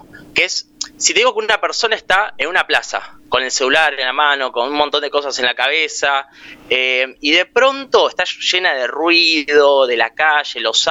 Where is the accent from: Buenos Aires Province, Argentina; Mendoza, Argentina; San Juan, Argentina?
Buenos Aires Province, Argentina; La Plata; Soy platense. Militante de La Plata.